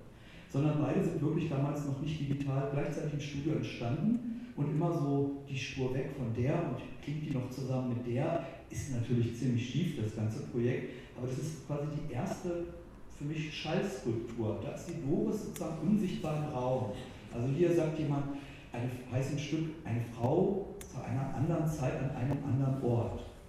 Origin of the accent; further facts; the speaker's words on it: Wolfsburg, Lower Saxony, Germany; now in Berlin, Germany; ich bin ja aus Wolfsburg nach West-Berlin gezogen